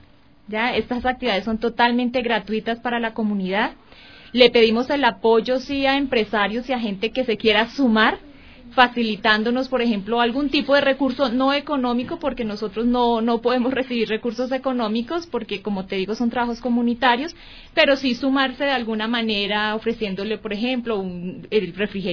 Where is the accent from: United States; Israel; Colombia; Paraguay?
Colombia; moved away; a pesar de que ya no estemos en nuestro territorio, seguimos siendo colombianos, nuestra identidad no se pierde